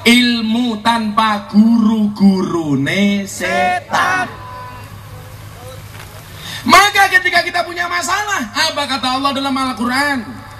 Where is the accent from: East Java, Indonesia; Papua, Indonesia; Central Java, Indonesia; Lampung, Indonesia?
Lampung, Indonesia; born there; Saya aslinya Ponorogo lahir di Lampung, Puja ke Suma, putra Jawa kelahiran Sumatera.